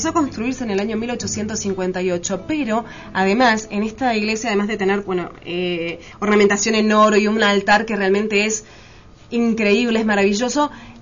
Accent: Buenos Aires, Argentina; Para mí Yungas, que soy súper porteña, pero acá la gente del norte me reta.

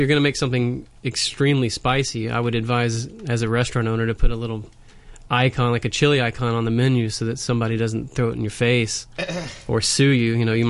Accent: United States; You know, as an American, it's usually mayonnaise-based

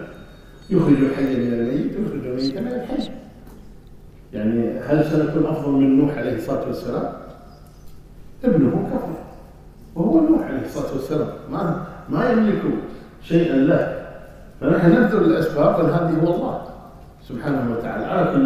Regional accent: Kuwait; لكن الحمد لله عندنا في الكويت أمور مختلفة

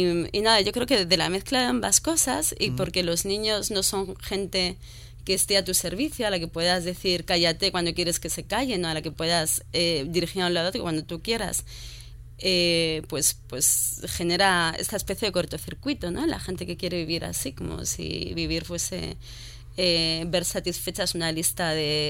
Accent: Madrid, Community of Madrid, Spain; yo soy ante todo madrileña, a ver, no madrileña recalcitrante

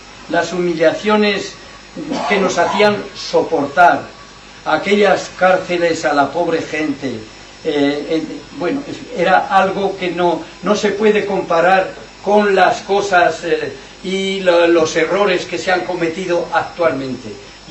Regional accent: Navarre, Spain; en Navarra, en la ribera de Navarra, en mi tierra, gente buenísima

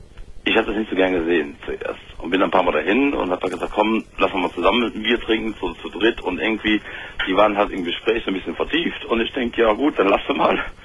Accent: Engelskirchen, North Rhine-Westphalia, Germany; Und da war es einfach so, ich komme aus Engelskirchen.

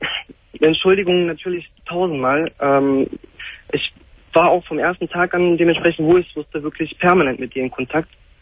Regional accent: Cologne, North Rhine-Westphalia, Germany; Also ich komme, wie gesagt, aus Köln, sie aus Bergheim.

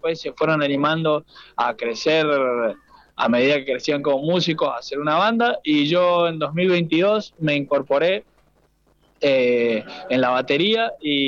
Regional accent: Godoy Cruz, Mendoza, Argentina; yo soy de Godoy Cruz, pero nos conocimos por el medio de la música, digamos, por amigos en común y esas cosas, pero somos todos acá de Gran Mendoza, de distintas zonas, digamos.

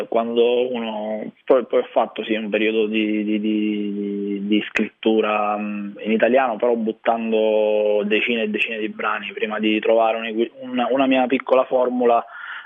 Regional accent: Sicily, Italy; poi c'è un rapporto viscerale con la mia terra, probabilmente come tutti i siciliani o gli isolani in generale.

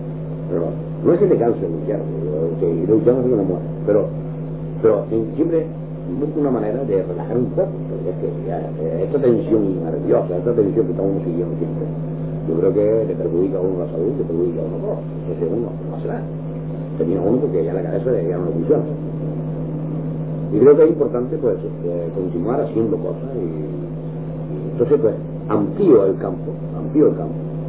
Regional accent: Canary Islands, Spain; Yo soy canario, más canario que tú.

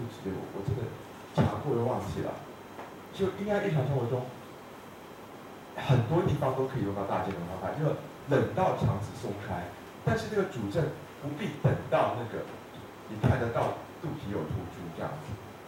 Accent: Taiwan; 而尤其如果要说我们台湾人的话，冷东西吃的比较多

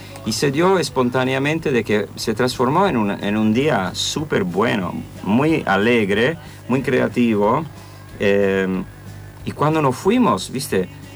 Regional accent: Italy; En Italia me siento escocés, estoy en Escocia, soy italiano, estoy acá

